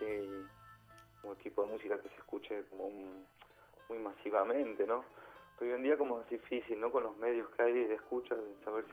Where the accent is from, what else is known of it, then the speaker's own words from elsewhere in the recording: Argentina; Yo soy argentino